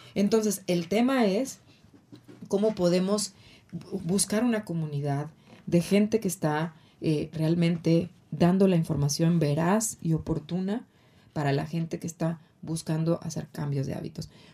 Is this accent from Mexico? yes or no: yes; Acapulco, Guerrero, Mexico; Y él vive en Guadalajara, aunque crecimos en Acapulco.